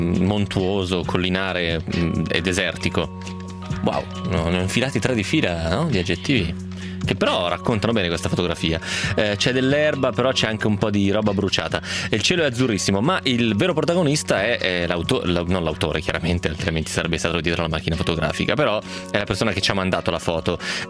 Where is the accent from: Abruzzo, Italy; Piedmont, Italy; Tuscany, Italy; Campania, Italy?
Piedmont, Italy; Trecate; c'era un tizio delle mie parti, di Trecate